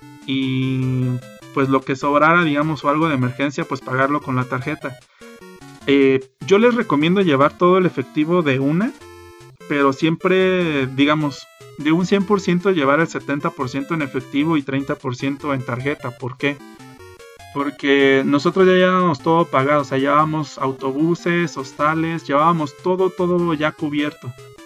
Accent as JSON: {"language": "Spanish", "country": "Mexico", "said": "algo en lo que nadie piensa cuando sale de viaje, sobre todo siendo mexicano, es chile."}